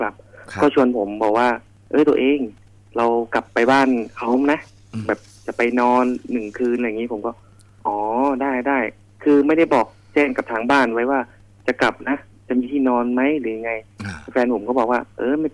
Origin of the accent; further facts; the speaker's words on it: Chiang Mai, Thailand; ผมเป็นคนเชียงใหม่ครับ